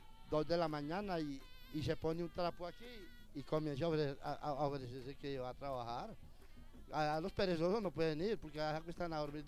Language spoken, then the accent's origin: Spanish; Armenia, Quindío, Colombia; Yo soy de la ciudad de Armenia, Quindío.